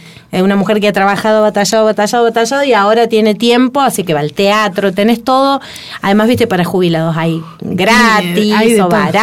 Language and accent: Spanish; James Craig, Córdoba, Argentina; Entonces James Craig es mi pueblo, que es donde me crié, donde pasé toda mi infancia.